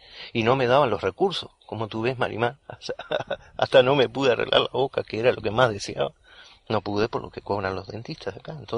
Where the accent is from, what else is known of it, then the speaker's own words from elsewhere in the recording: Uruguay; yo vengo de Uruguay, un país chiquito metido entre Brasil y Argentina, una especie de sándwich